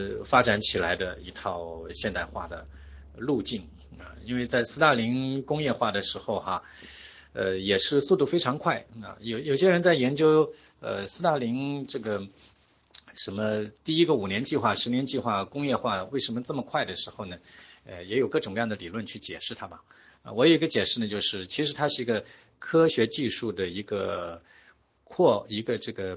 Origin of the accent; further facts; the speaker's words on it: China; 那么我们中国人呢，在晚清之前呢，从来都不认为我们是万国中的一国啊